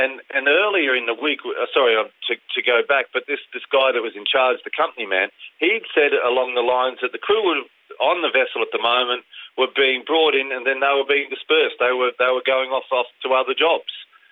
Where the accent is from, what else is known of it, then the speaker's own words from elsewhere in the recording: Australia; Well, I'm Australian, but I'm still a British seafarer.